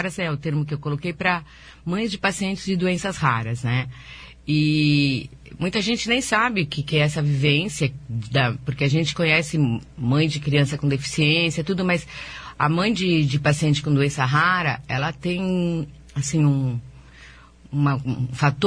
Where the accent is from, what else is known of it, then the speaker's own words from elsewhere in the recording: São Paulo, Brazil; eu viajei para 4 estados fora de São Paulo, que eu sou de São Paulo